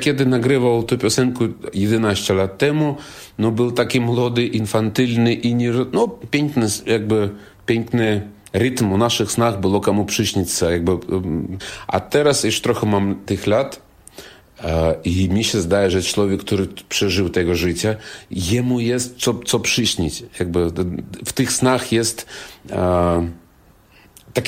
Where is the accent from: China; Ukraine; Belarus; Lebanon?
Belarus; Jestem z Białorusi, białoruski artysta, skromny, legendarny, charyzmatyczny.